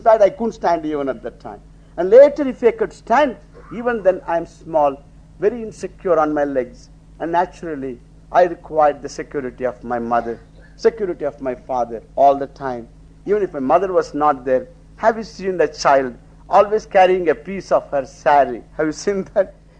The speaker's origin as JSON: {"language": "English", "region": "Tamil Nadu", "country": "India", "tie": "born or raised there", "moved": "yes", "said": "When I was growing up in Tamil Nadu, in a small village, there even wearing a pair of shoes was a great luxury."}